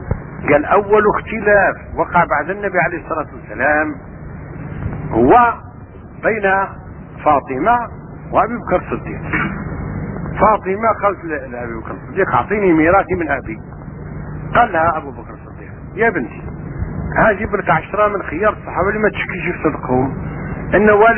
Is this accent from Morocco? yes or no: no; Algeria; وأنا سافرت من الجزائر وأنا هكذا أقول الشعر وأعرف الفقه المالكي